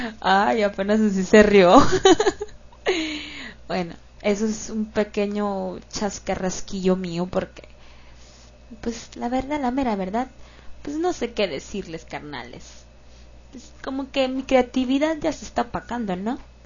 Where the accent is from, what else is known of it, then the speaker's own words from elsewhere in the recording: Culiacán, Sinaloa, Mexico; Y yo soy de Culiacán y aquí vivo en Culiacán.